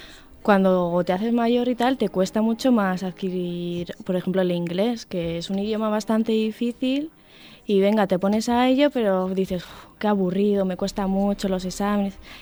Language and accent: Spanish; Spain; first language Basque; Spanish is a second language; yo, por ejemplo, que mi lengua materna es el euskera, si a mí me viene un niño que habla castellano, yo tendría dificultades con él